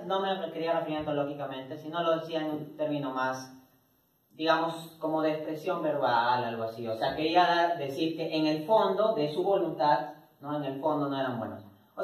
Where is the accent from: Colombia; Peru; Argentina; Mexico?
Peru; born there; yo nací en Perú, yo no elegí nacer en Perú, ¿no? Actúo dentro de ese contexto en que nací en Perú.